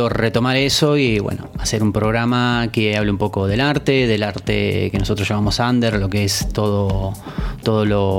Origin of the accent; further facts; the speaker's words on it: Buenos Aires, Argentina; Claro, que somos porteños.